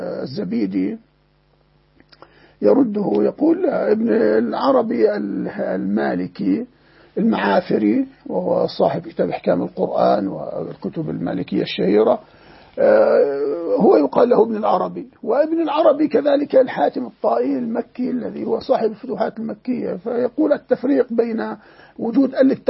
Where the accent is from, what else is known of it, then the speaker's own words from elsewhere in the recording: Jordan; وعندنا في الأردن مثلا